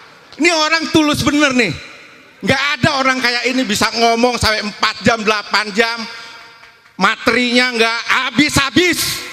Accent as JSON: {"language": "Indonesian", "region": "Jakarta", "country": "Indonesia", "tie": "born or raised there", "also_born_or_lived": "Surabaya", "said": "Asli saya Surabaya, Cak. Tapi saya lahir besar di Jakarta. Saya lahir besar di Jakarta."}